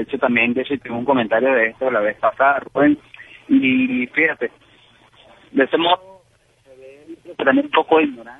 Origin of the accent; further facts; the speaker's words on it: Venezuela; o yo como venezolano le puedo decir a la población de Estados Unidos